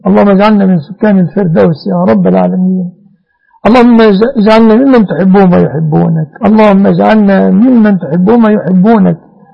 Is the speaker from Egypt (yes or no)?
yes; Egypt; اللهم احفظ بلادنا مصر آمنة مطمئنة من كل مكروه وسوء